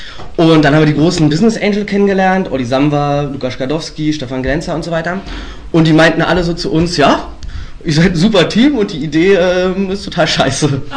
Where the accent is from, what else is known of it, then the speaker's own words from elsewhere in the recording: Strausberg, Brandenburg, Germany; Wir kommen aus Strausberg. Dem einen oder anderen wird es was sagen.